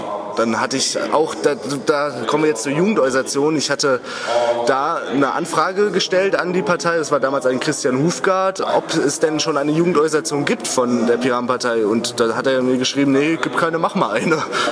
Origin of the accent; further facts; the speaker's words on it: Wiesbaden, Hesse, Germany; Ich komme aus Wiesbaden, beziehungsweise aus der Nähe von Wiesbaden.